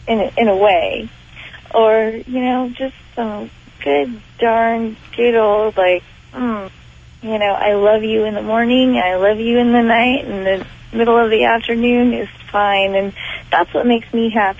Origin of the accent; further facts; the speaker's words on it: California, United States; I grew up in Santa Cruz County. My dad was a surfer. I grew up on the beach.